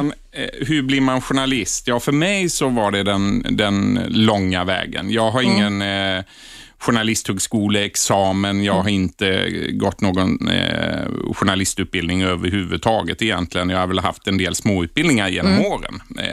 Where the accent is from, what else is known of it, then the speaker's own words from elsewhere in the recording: Blekinge, Sweden; jag är från Blekinge